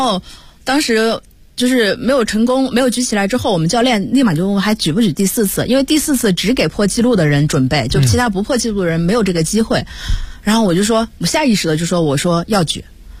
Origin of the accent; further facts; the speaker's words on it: Hunan, China; 因为我是湖南人，